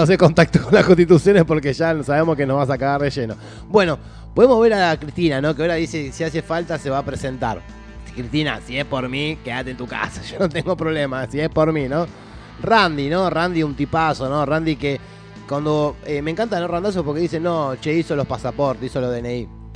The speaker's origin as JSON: {"language": "Spanish", "country": "Argentina", "said": "como somos argentinos y nos chupa un huevo más o menos lo que le pasa al otro"}